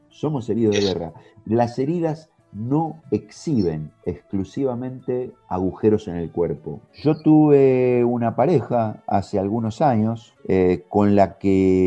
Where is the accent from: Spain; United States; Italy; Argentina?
Argentina; La Plata, Buenos Aires Province; esto ocurrió en La Plata, en mi ciudad natal